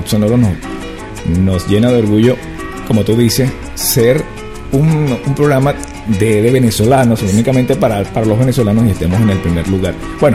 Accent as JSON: {"language": "Spanish", "town": "Los Angeles", "region": "California", "country": "United States", "said": "vengo de la ciudad de Los Ángeles y se me pega un poquito lo mexicano."}